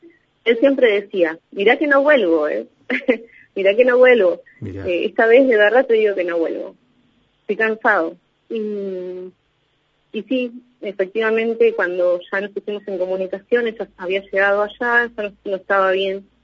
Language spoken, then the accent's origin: Spanish; Balcheta, Río Negro, Argentina; yo soy de Balcheta